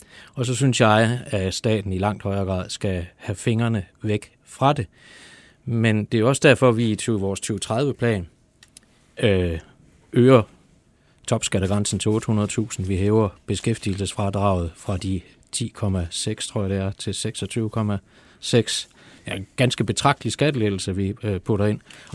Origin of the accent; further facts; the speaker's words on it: Germany; Danish is a second language; now in Denmark; Nu er jeg jo tysker, så jeg kender jo til alt det der med at have mange beslutningslag